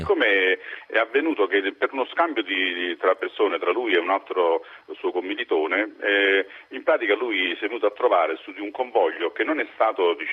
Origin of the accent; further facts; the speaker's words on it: Naples, Campania, Italy; now in Rome, Italy; Io sono di Napoli, però da molti anni vivo a Roma per motivi di lavoro.